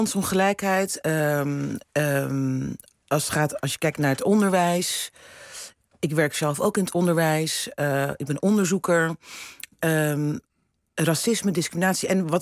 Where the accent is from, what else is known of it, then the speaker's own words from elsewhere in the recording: Rotterdam, South Holland, Netherlands; now in Amsterdam, Netherlands; Ik ben opgegroeid in Rotterdam, in een zwarte wijk. Ja. En ik woon nu in Amsterdam.